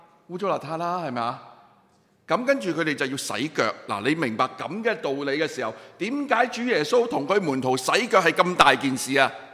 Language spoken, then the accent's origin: Cantonese; Hong Kong; 咁你知道我哋香港人對外籍勞工嘅福利係非常之